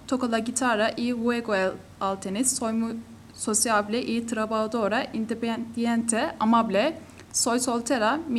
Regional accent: Konya, Turkey; first language Turkish; Spanish is a second language; now in Istanbul, Turkey; Tengo 23 años. Soy de Konya, pero vivo en Istanbul. Soy estudiante en la Universidad de Koç. Hablo turco porque es mi lengua materna. Leo bastante bien en ruso. Escribo en ruso, pero muy mal.

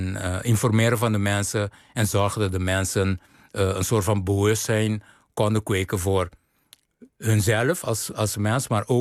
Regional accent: Curaçao; ik ben op Curaçao geboren, opgegroeid.

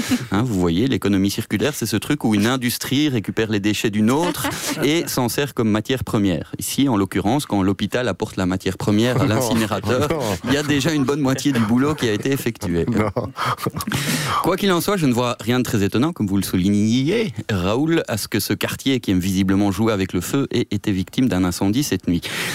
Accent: Flanders, Belgium; on est de Roverenbeek, vous savez où ça se trouve, vous.

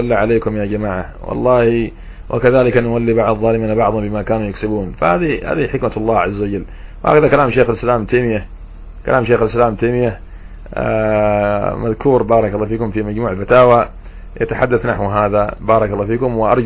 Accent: Yemen; والله عندنا في اليمن، أنا أحكي لكم عما نعاني في اليمن

